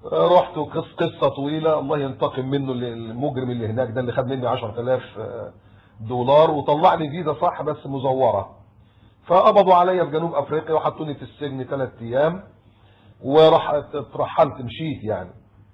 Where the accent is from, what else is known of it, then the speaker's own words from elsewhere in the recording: Egypt; ان انا مصري